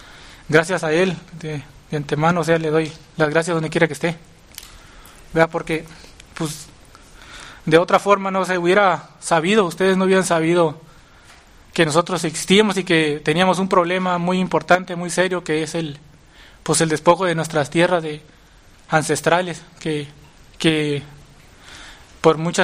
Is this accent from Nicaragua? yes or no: no; San José de la Zorra, Baja California, Mexico; pues vengo desde San José de la Zorra a explicarles lo que es el problema de mi comunidad.